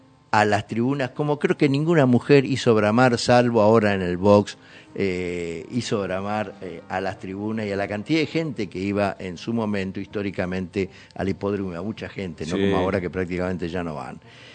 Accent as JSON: {"language": "Spanish", "town": "Pergamino", "region": "Buenos Aires Province", "country": "Argentina", "said": "Pero Paola Suárez, de Pergamino, de donde soy yo también."}